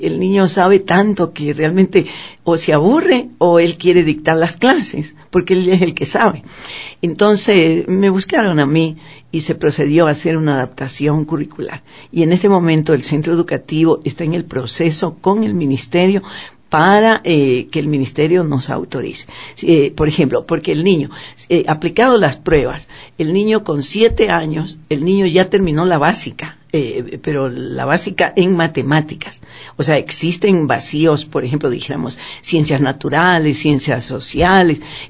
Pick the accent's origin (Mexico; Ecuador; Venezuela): Ecuador; Para nosotros como ecuatorianos, sí, decimos Mensa